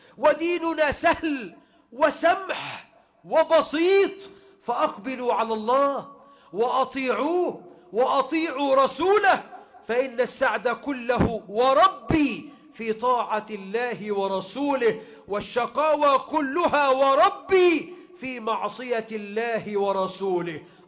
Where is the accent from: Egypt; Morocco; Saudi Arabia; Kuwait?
Egypt; اللهم اجعل بلدنا مصر أمنا أمانا